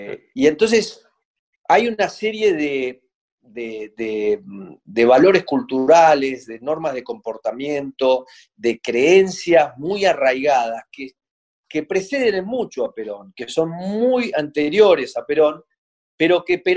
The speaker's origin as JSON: {"language": "Spanish", "country": "Argentina", "said": "Los que le damos importancia a esos libros somos los argentinos."}